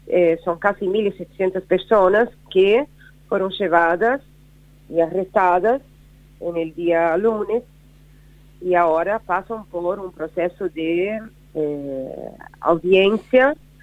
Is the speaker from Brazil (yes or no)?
yes; Brazil; Spanish is a second language; now in Argentina; dice que ocurre en mi país. Y yo acá, viviendo en Argentina, me quedo siempre entre Brasil y Argentina